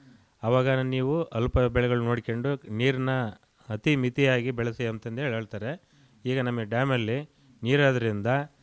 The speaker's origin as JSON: {"language": "Kannada", "town": "Byadarahalli", "region": "Karnataka", "country": "India", "tie": "born or raised there", "said": "ನಾವು ನಮ್ಮೂರಿಂದನೇ 12 ಕಿಲೋಮೀಟರ್ ಆಯ್ತು ಹಿರಿಯೂರು."}